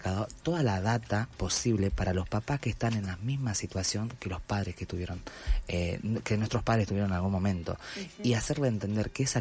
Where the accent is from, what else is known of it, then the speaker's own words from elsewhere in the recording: Salta, Argentina; yo soy del interior, soy de Salta.